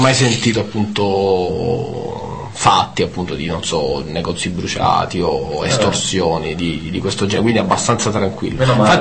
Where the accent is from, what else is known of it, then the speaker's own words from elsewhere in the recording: Sicily, Italy; Però noi siamo più a sud di Tunisi, se questo può rendere l'idea di quanto siamo terroni, insomma.